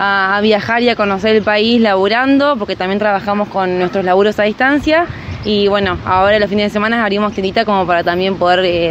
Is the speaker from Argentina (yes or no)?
yes; Gualeguaychú, Entre Ríos, Argentina; also born or lived in Buenos Aires; nosotros vivíamos en Capital, somos de Gualeguaychú, pero vivimos muchos años en Capital Federal.